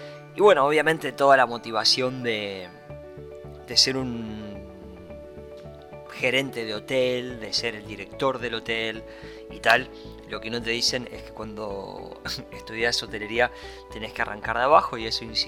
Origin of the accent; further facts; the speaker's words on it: Argentina; born there; nací en Argentina, soy hijo único y me crié con una madre soltera. Y la verdad es que no fue nada sencillo, no fue nada simple porque la verdad es que vengo de una familia muy humilde